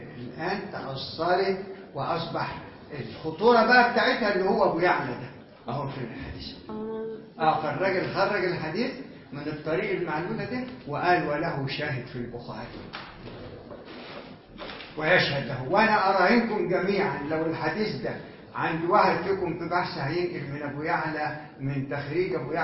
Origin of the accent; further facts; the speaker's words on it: Egypt; اصلا احنا ما كمصريين ما كانوش يعبرونا